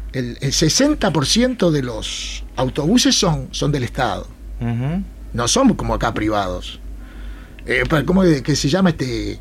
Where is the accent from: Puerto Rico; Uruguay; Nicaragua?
Uruguay; now in Granada, Spain; Yo vuelvo a Granada. A ver, yo soy uruguayo. Yo tengo residencia permanente en España.